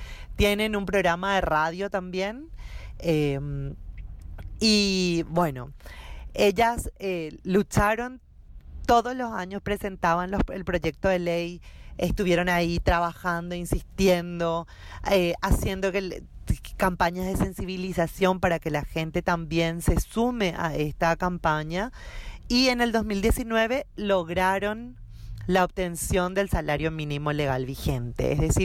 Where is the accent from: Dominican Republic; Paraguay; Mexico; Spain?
Paraguay; Asunción; yo soy de Asunción, Paraguay